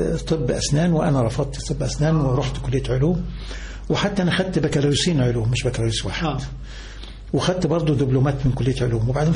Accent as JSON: {"language": "Arabic", "town": "Alexandria", "region": "Alexandria Governorate", "country": "Egypt", "tie": "born or raised there", "said": "فلاح بسيط جدا أساسا، من الباكور منوفية أبويا وأمي، إنما أنا من وليد الإسكندرية وتعلمت في جامعة الإسكندرية في الأساس، يعني كلية العلوم جامعة الإسكندرية."}